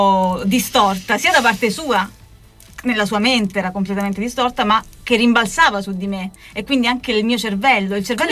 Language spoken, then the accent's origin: Italian; Apulia, Italy; siamo andati nel suo paese originale, che non è nella mia regione, la Puglia, ma è fuori regione